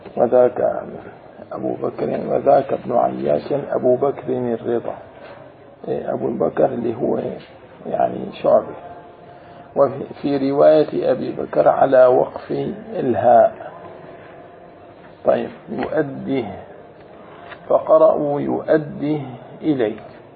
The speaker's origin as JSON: {"language": "Arabic", "country": "Jordan", "said": "وبالأردن في ناس يعني لهجتنا اللهجة نستعين."}